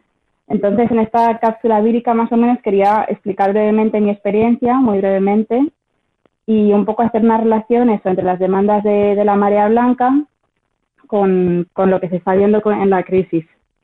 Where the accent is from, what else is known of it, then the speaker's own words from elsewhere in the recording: Madrid, Community of Madrid, Spain; now in Bristol, United Kingdom; soy una enfermera de Madrid y actualmente me encuentro viviendo y trabajando en Bristol, en un hospital en Inglaterra.